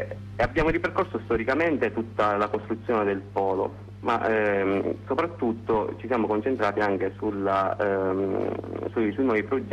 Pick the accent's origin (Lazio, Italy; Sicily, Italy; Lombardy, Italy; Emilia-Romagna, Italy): Sicily, Italy; noi siamo partiti da un presupposto, soprattutto da siciliani.